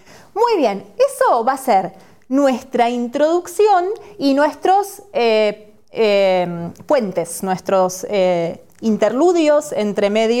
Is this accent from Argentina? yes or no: yes; Argentina; Pero como sois españoles, la mayoría, y yo soy argentina